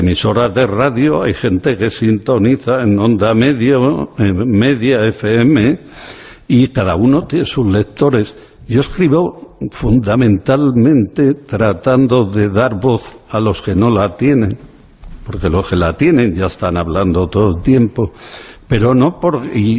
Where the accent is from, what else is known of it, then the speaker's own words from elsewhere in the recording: Spain; Yo vengo de la España pobre. Fue una familia humilde, normal, y vengo de pueblos perdidos de esta provincia.